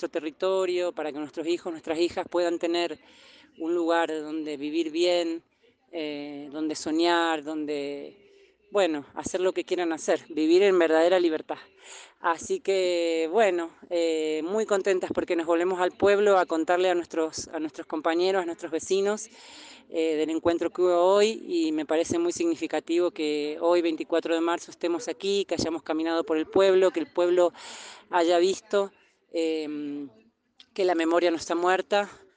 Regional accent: Valle Fértil, San Juan, Argentina; soy vecina de Valle Fértil, de San Juan

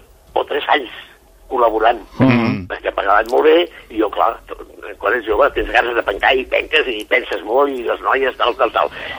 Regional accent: Barcelona, Catalonia, Spain; Jo vinc de Barcelona

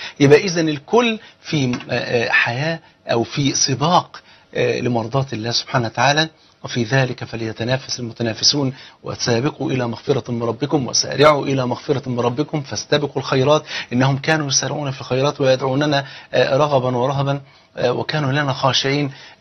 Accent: Egypt; بلغتنا كمصريين

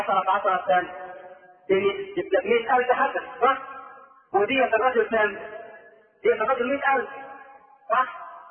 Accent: Egypt; ترى كثيرا من الناس لا سيما عندنا في مصر

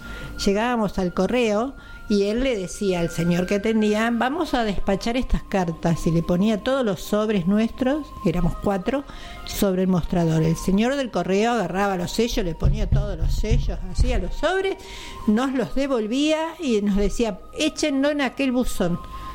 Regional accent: Los Toldos, Buenos Aires Province, Argentina; En Los Toldos, que es en mi pueblo donde nací.

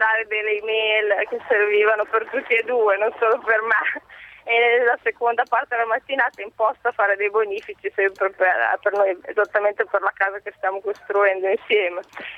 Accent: Udine, Friuli-Venezia Giulia, Italy; now in Modena, Italy; Adesso abitiamo vicino a Modena, provincia di Modena, però io sono friulana, di Udine.

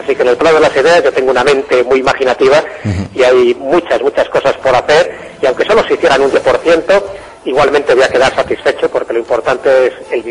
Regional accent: Valderas, Castile and León, Spain; en mi pueblo, en Valderas

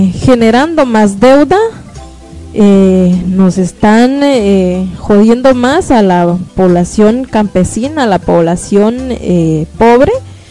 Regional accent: Guatemala; lo estamos viviendo como guatemaltecos y guatemaltecas

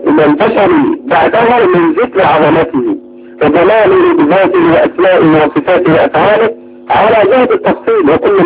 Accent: Egypt; استحدثوا كل المحدثات في بلادنا مصر

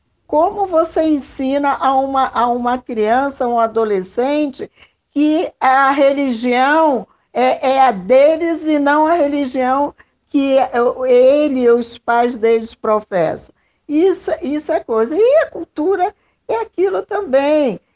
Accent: Rio de Janeiro, Brazil; now in São Paulo, Brazil; Eu sou do Rio de Janeiro, vim para São Paulo, passei por tudo aquilo

